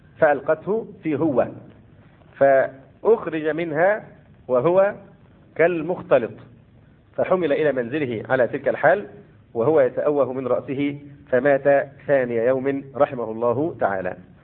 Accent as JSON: {"language": "Arabic", "country": "Egypt", "said": "وربما الأمر هنا عندنا في مصر أخف"}